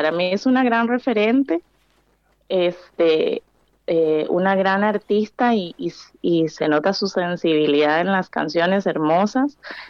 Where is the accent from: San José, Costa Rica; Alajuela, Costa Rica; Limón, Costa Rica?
Limón, Costa Rica; yo soy centroamericana, nací en el Caribe de Costa Rica, y crecí escuchando boleros, trovadores en la playa